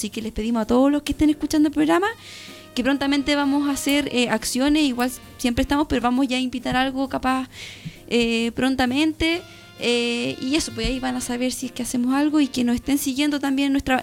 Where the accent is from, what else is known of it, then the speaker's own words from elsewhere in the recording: Santiago, Santiago Metropolitan Region, Chile; porque yo soy mixta, vivo en el país, pero también soy originaria de Santiaguina